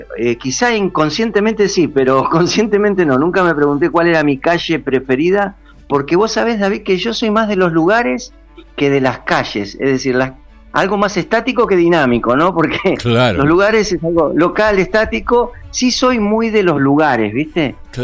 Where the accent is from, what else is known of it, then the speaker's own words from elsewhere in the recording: Argentina; Bueno, es parte de nuestro speech como argentino.